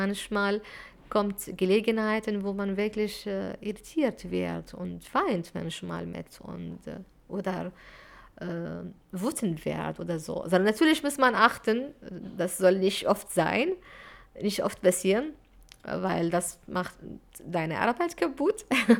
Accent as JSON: {"language": "German", "country": "Syria", "second_language": "German", "said": "Ich komme aus Syrien und ich kann mit jemandem, der aus Frankreich beispielsweise kommunizieren, obwohl wir sind aus verschiedenen Ländern und Kultur und Sprachen"}